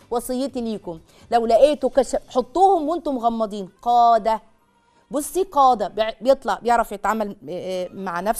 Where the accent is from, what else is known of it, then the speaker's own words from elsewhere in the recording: Egypt; مش عارفة أنا مصري عصري يعني ولا إيه